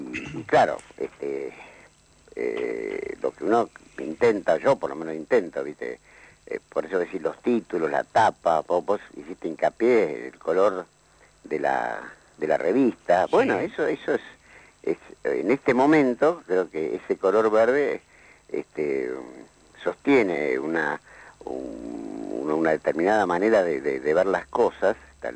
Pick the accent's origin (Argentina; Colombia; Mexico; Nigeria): Argentina; pero son uruguayos, nosotros somos argentinos.